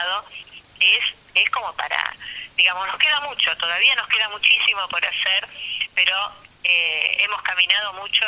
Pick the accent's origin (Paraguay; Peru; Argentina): Argentina; Buenos Aires; yo me acuerdo cuando viví acá, porque yo, si bien soy porteña, en los años 70 con mi pareja vivíamos acá